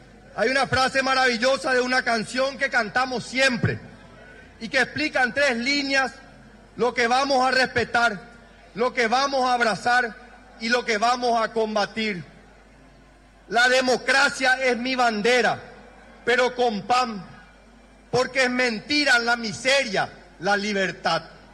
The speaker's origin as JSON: {"language": "Spanish", "country": "Paraguay", "said": "Ante todo y sobre todo, somos paraguayos."}